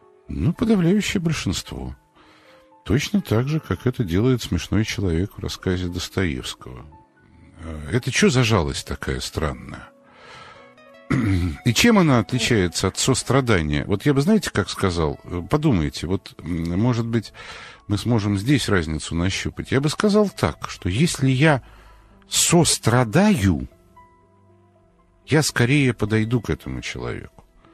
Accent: Moscow, Russia; Вот посмотрели мы, москвичи, в метро в основном.

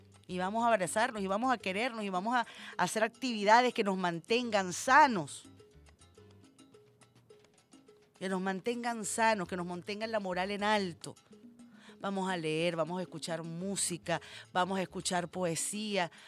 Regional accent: Venezuela; Ante todo somos venezolanos y venezolanas.

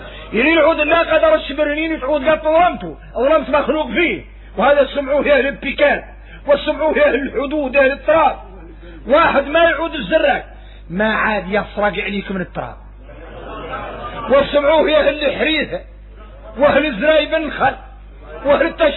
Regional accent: Mauritania; احنا موريتاني

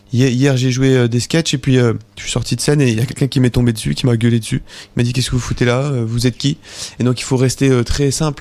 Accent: Belgium; Je suis belge.

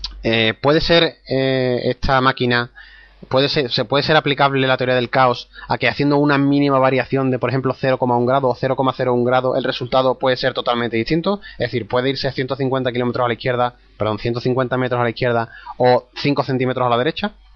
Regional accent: Seville, Andalusia, Spain; será porque somos sevillanos y os entiendo perfectamente

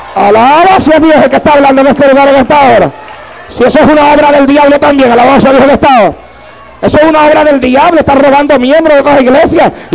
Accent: Puerto Rico; cuando yo salí de Puerto Rico para acá, a mí me dijeron que acá yo no podía predicar como predicaba en Puerto Rico

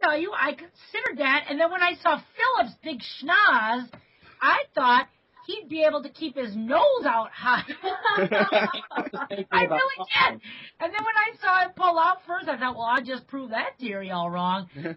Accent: Maine, United States; It's like, Bob Crowley, we're from Maine.

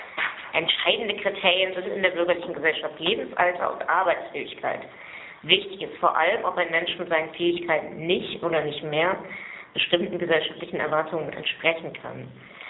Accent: Berlin, Germany; weil ich komme aus Berlin und fahre heute auf Wiedersehen zurück

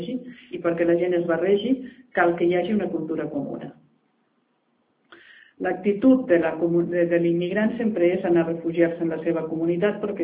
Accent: Catalonia, Spain; Perquè també podem ser nosaltres, com a catalans, una minoria dintre d'aquesta societat multicultural

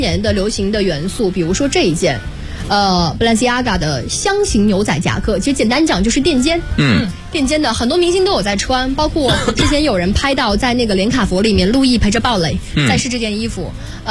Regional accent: China; 因为我从小就生活在太湖边

